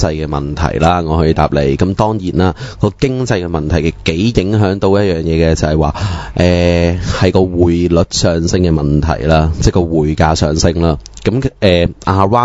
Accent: Hong Kong; 你坐飛機，我哋香港人咁啊，以香港為例

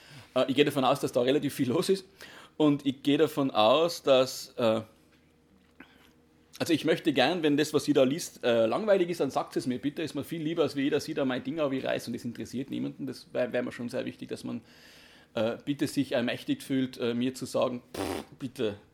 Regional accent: Tyrol, Austria; Wie gesagt, ich bin aus Österreich, aus Tirol.

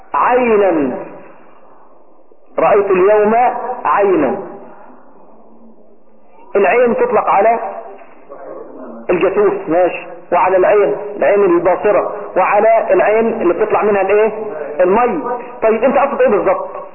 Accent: Egypt; المعنى المشهور بين قومه بيننا هنا في مصر

